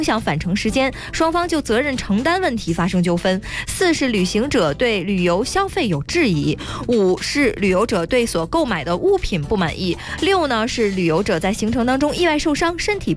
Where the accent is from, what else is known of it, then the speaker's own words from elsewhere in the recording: Heilongjiang, China; 我的老家。